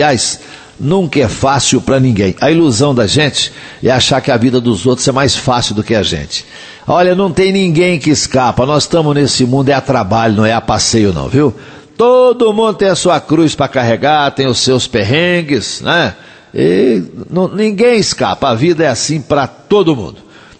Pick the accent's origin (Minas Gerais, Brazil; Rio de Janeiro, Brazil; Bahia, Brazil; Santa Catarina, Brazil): Minas Gerais, Brazil; Coromandel; Já que eu falei na Tereza, eu vou lá na terra dela, na minha terra, lá em Coromandel